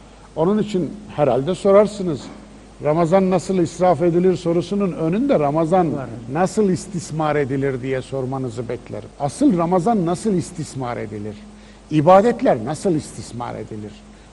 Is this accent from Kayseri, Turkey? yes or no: yes; Kayseri, Turkey; Veya Mardin'in sokaklarında değil de benim memleketim Kayseri'nin sokaklarında.